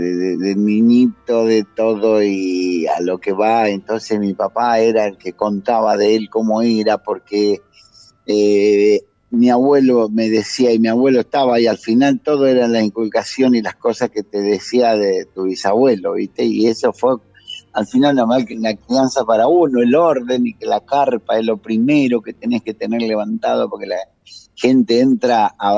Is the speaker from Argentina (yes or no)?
yes; San Juan, Argentina; born there; En San Juan.